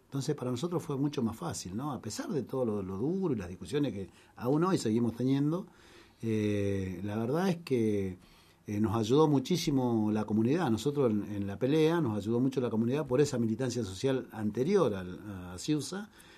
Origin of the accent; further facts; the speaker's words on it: Río Negro, Argentina; Yo vengo de Río Negro